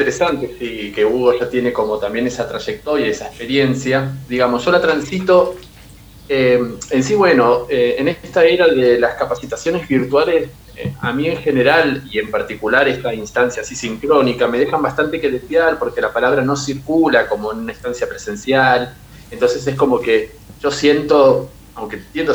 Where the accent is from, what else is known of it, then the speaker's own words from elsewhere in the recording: Verónica, Buenos Aires Province, Argentina; yo, bueno, soy de acá, de Verónica, siempre